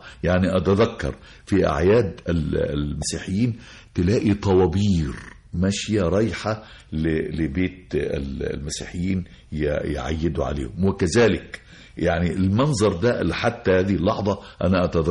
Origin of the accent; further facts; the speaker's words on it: Birma, Gharbia, Egypt; يعني أنا حتى دايما بقول على قريتنا، قرية بيرما، قرية هي قائمة على عائلات كده، كأنها قرية عربية.